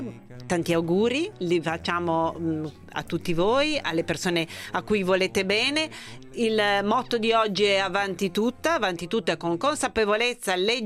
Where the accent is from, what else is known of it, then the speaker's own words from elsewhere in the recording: Turin, Piedmont, Italy; io sono torinese